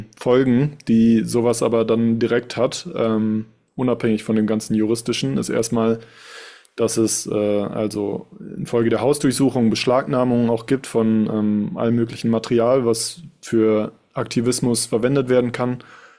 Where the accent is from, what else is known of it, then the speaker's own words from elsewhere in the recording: Duisburg, North Rhine-Westphalia, Germany; Wie gesagt, ich selbst bin aus Duisburg und habe das hier mitbekommen, wie es hier abgelaufen ist.